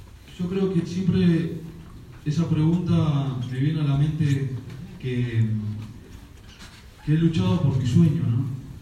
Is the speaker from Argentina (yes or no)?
yes; Argentina; Pero yo creo que somos los argentinos nomás que somos así, ¿eh?